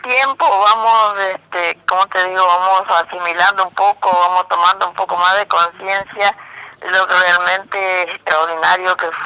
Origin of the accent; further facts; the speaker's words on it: Goya, Corrientes, Argentina; Que yo soy de Goya, Corrientes.